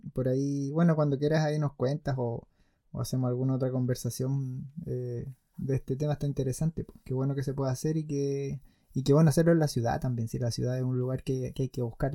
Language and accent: Spanish; Santiago, Santiago Metropolitan Region, Chile; yo no vivo en Santiago, el otro día estuve por allá y igual nací y me crié en Santiago.